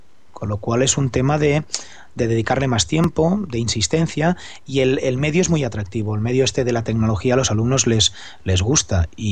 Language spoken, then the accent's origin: Spanish; Barcelona, Catalonia, Spain; Soy profesor de España, Barcelona, y doy actualmente clases en sexto de primaria.